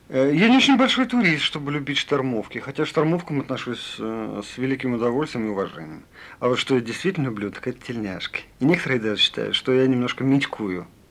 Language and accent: Russian; Kharkiv, Kharkiv Oblast, Ukraine; also born or lived in Voronezh, Russia; Родился я в Воронеже. Вот. А спустя год моя мама переехала обратно к своему мужу, к моему отцу, в Харьков.